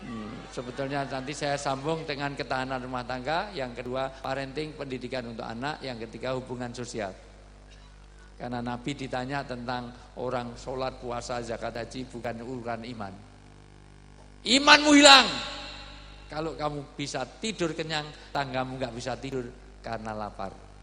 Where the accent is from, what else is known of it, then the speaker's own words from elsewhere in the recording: Yogyakarta, Special Region of Yogyakarta, Indonesia; saya dari Jogja.